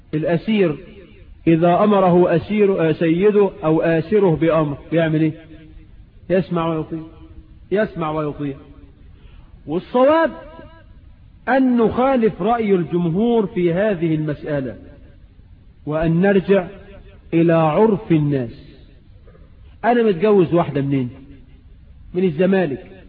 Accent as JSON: {"language": "Arabic", "country": "Egypt", "said": "والعرف عندنا في مصر عموما ان تخدم المرأة"}